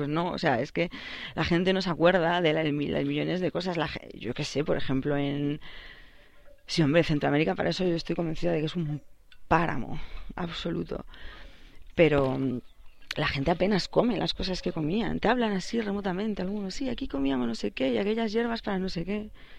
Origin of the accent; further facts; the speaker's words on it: Soutelo, Galicia, Spain; Eso me fijaba yo en mi pueblo, en Soutelo, que la gente es capaz de tener...